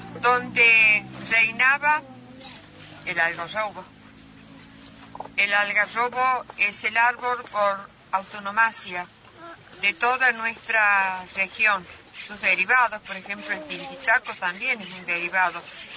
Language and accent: Spanish; Tilquicho, San Luis, Argentina; Cuando llegó el ferrocarril, ahí nací yo en Tilquicho, en ese valle. La calle me separaba del tren.